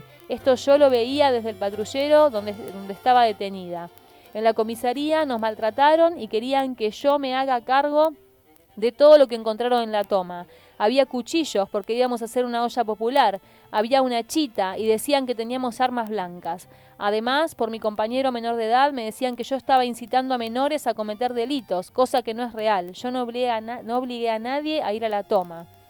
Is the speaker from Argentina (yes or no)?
yes; Monte Grande, Buenos Aires Province, Argentina; Yo soy de Monte Grande, del barrio Las Chapitas.